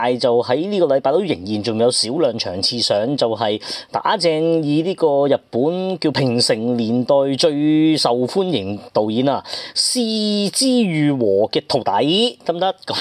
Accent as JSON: {"language": "Cantonese", "country": "Hong Kong", "said": "就我哋香港人應該會知啦"}